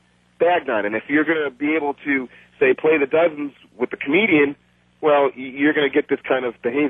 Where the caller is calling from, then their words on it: Brooklyn, New York, United States; And I'm calling in from Brooklyn, New York.